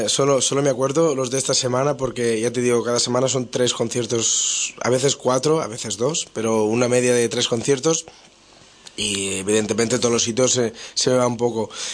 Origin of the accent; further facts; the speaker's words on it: Catalonia, Spain; yo soy del Delta del Ebro, que es un pueblo muy tranquilo del sur de Cataluña